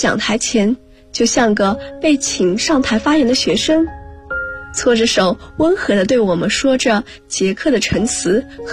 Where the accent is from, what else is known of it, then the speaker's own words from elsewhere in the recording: Guangzhou, Guangdong, China; now in Nanjing, China; 来自广州，我在南京大学，距离我的家乡1300公里